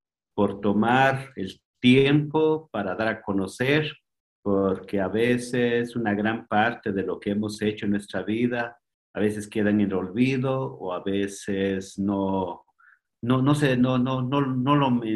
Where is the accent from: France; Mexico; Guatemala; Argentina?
Guatemala; first language K'iche'; Spanish is a second language; yo nací en el campo, hablo quiché, es mi primer idioma. Entonces, yo aprendí el castellano ya muy grande, ¿verdad? Ya tenía más o menos 18, 20 años cuando empecé a aprender un poco más el idioma castellano